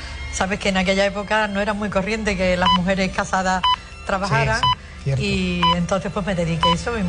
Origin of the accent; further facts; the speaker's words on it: Huelva, Andalusia, Spain; born there; Nací en Huelva, por 20 días no nací en Barcelona, ¿eh? Mm-hmm. Vino mi madre a Huelva para que naciese en Huelva.